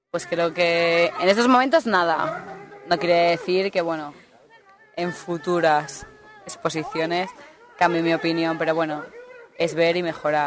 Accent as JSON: {"language": "Spanish", "town": "León", "region": "Castile and León", "country": "Spain", "said": "Y en cuanto yo soy de León"}